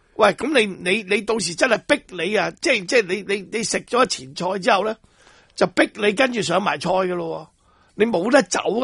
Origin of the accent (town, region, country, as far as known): Hong Kong